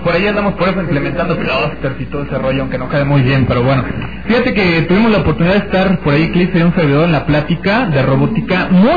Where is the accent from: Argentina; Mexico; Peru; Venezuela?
Mexico; Ensenada, Baja California; De Ensenada, Baja California.